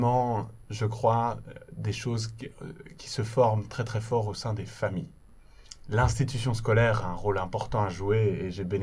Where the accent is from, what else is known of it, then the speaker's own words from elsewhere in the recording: Belgium; Alors, je suis originaire de Belgique